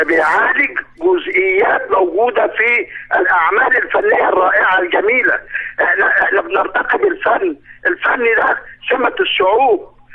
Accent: Egypt; يا ريت معظم البرامج عندنا في مصر

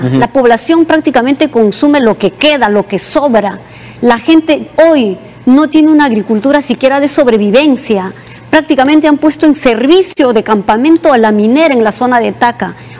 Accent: Peru; no solo atenta contra nuestra soberanía como peruanos, como país

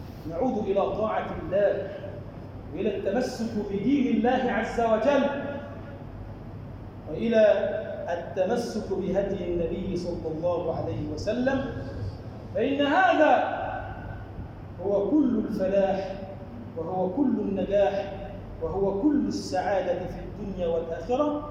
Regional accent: Egypt; اللهم اجعل بلدنا مصر بلدا آمنا، مطمئنا

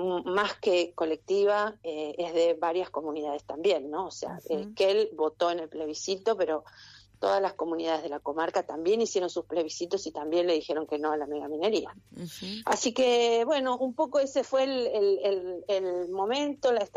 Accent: Esquel, Chubut, Argentina; yo soy de Esquel, para mí es una historia que no es nueva.

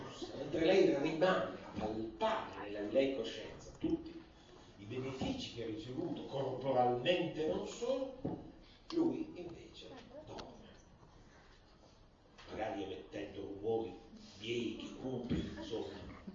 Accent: Piedmont, Italy; io vengo dal Piemonte, dalla mia origine

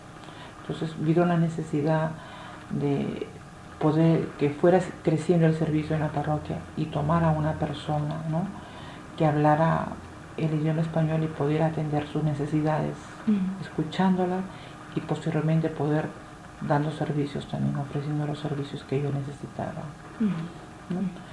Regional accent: Peru; mi experiencia en mi país, en la cual soy peruana

